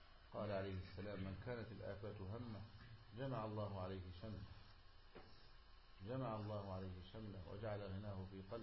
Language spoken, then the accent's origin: Arabic; Egypt; من علماء بلدنا مصر